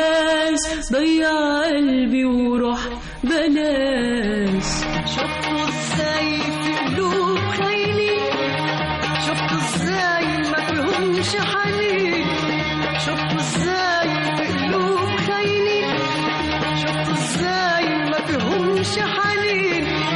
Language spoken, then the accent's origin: Arabic; Alexandria, Alexandria Governorate, Egypt; now in Cairo, Egypt; أنا أول نشأت تعلمت في اسكندرية، بحر اسكندرية هو اللي خلاني بقيت في المكان اللي أنا فيه دلوقتي ده.